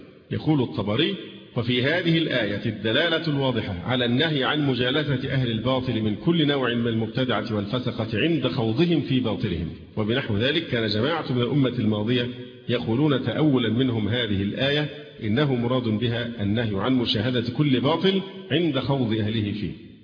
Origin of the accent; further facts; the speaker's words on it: Egypt; فالهجرة دلوقتي صعب عندنا في مصر، الهجرة لأي بلد تانية صعبة